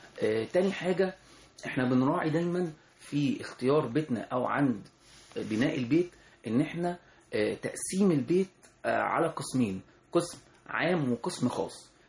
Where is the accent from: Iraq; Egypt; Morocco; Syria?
Egypt; وده طبعا عندنا احنا كمصريين في ثقافتنا في البيوت زمان